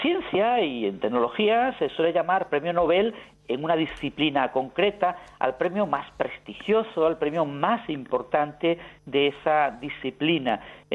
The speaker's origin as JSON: {"language": "Spanish", "country": "Spain", "said": "yo creo que como español debemos estar orgullosos"}